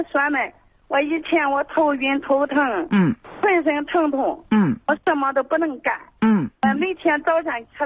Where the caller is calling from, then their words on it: Nanyang, Henan, China; 我是南阳市的。